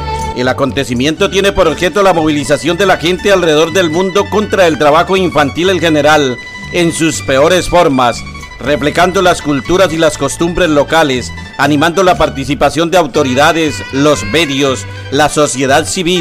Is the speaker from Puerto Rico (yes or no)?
no; Colombia; El saludo desde el primer puerto fluvial de Colombia, Girardot. Sí, aquí en la ribera del río Grande de la Magdalena, o río Yuma